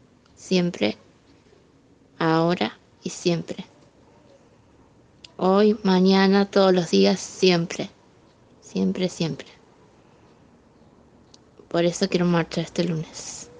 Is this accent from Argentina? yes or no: yes; Córdoba, Argentina; Soy de Córdoba y tenemos varias sorpresas para la marcha.